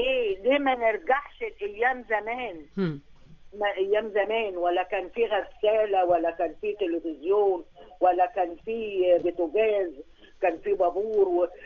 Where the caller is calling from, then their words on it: Alexandria, Alexandria Governorate, Egypt; من اسكندريه.